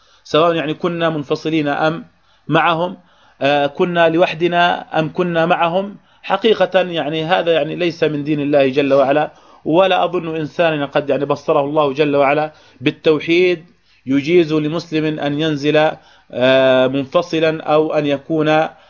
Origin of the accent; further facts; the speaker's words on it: Jordan; يعني أصبحنا حتى عندنا في الأردن وجدنا بعض الناس المحسوبين على هذا التيار